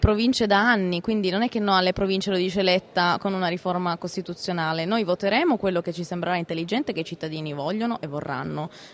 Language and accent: Italian; Piedmont, Italy; Ma solo perché vengo dalla Valsusa